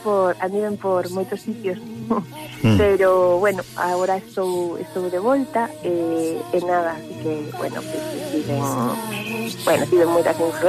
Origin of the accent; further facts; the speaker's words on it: Vigo, Galicia, Spain; eu sempre digo, son unha viguesa de aldea.